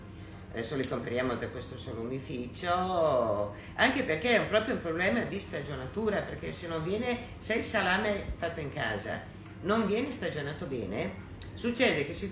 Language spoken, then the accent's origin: Italian; Vigarano, Emilia-Romagna, Italy; Comunque sono di Vigarano, per cui sono qua in provincia di Ferrara